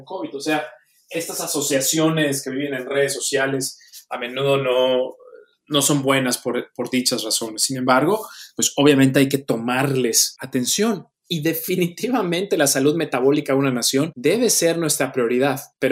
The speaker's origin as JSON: {"language": "Spanish", "country": "Mexico", "tie": "born or raised there", "said": "Yo nací y crecí en México."}